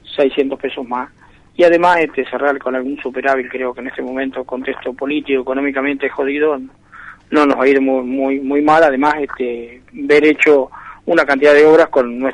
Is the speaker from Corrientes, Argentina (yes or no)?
no; Roque Pérez, Buenos Aires Province, Argentina; en el caso de mi pueblo, Roque Pérez